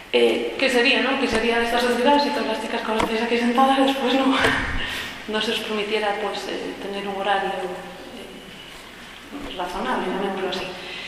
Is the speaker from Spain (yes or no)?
yes; Galicia, Spain; moved away; Porque quería sentarme en algún lugar y tener una familia, volví para España y para Galicia, que era mi tierra.